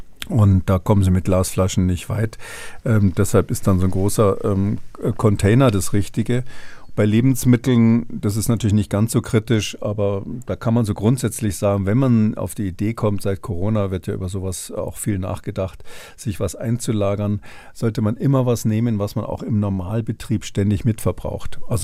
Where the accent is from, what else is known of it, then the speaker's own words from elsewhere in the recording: Munich, Bavaria, Germany; Na, Sie sprechen ja mit einem gebürtigen Münchner